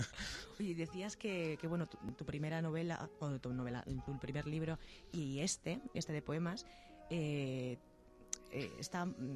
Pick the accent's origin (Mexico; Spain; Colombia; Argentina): Spain; Galicia; siendo gallego y es mi tierra